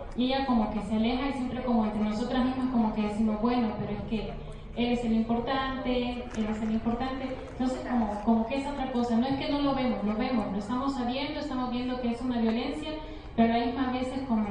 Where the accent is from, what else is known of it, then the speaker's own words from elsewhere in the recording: Honduras; de Honduras.